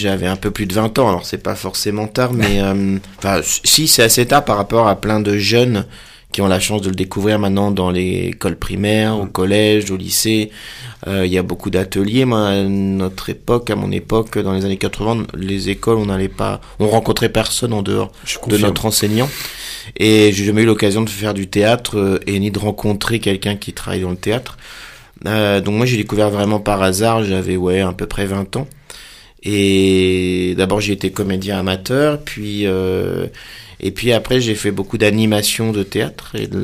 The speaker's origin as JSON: {"language": "French", "town": "Sartrouville", "region": "Île-de-France", "country": "France", "tie": "born or raised there", "also_born_or_lived": "Maisons-Laffitte", "said": "J'ai grandi à Sartrouville, collège Darius Milhaud, lycée Evariste Galois, et puis après j'ai déménagé en Bretagne, mais cette région-là fait partie de mon enfance, de mon adolescence"}